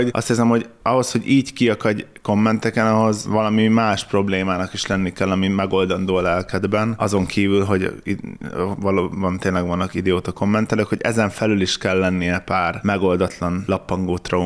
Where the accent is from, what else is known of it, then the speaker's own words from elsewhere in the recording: Hungary; Én vidéken nőttem föl, ez az, hogy valaki füvet nyír, vagy kaszál, az egyszerűen így az alapzaj része.